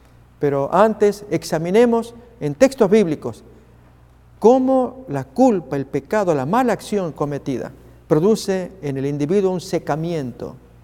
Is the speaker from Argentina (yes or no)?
yes; Argentina; Déjenme ilustrar este tema con una experiencia vivida en mi país, Argentina.